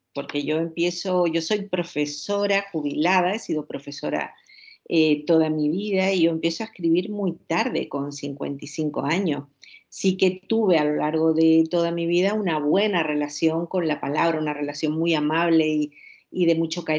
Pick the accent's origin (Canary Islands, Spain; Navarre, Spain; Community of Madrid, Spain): Canary Islands, Spain; Villa de Mazo; una mujer que la ubico en mi pueblo, en Villa de Mazo